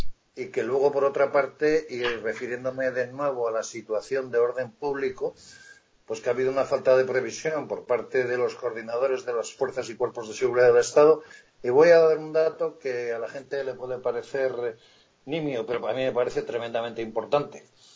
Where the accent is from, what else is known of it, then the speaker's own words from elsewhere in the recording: Basque Country, Spain; yo como los oyentes ya se habrán dado cuenta por otros programas, yo soy vasco.